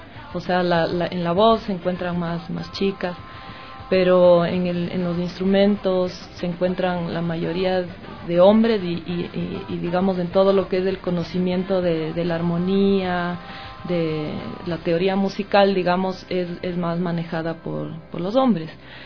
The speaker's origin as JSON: {"language": "Spanish", "town": "Chepén", "region": "La Libertad", "country": "Peru", "said": "Del norte, de cerca de Chiclayo, Chepén, es de la costa, la costa, ¿no?"}